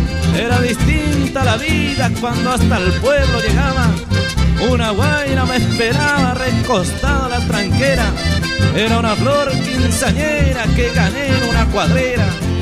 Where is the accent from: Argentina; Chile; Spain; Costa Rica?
Argentina; Tres Lagunas; ¡Esa! Ahí está mi pueblo, Tres Lagunas, che. Con todo el cariño.